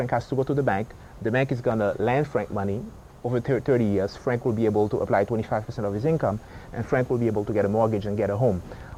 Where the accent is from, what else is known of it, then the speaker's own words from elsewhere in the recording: Haiti; now in United States; I was born and raised in Haiti. I've been in the U.S. for a long time.